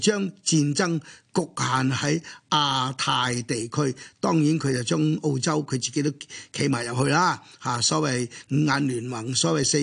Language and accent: Cantonese; China; 因為我是中國人，因為我是深入我哋嘅國家歷史。